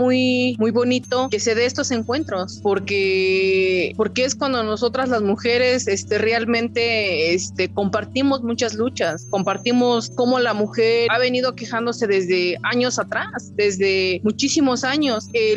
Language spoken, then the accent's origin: Spanish; Santiago Mezquititlán, Querétaro, Mexico; a nuestra comunidad, de donde yo soy originaria, de Santiago Mezquititlán